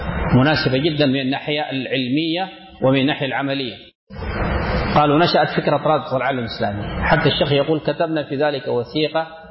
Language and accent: Arabic; Sudan; من المشهور عندنا في السودان